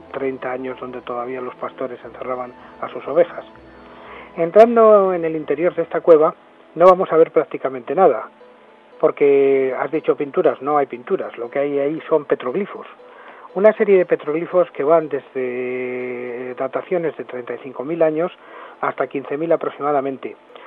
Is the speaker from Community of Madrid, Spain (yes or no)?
yes; El Escorial, Community of Madrid, Spain; soy del Escorial y por lo tanto he vivido la experiencia del monasterio del Escorial durante muchísimos años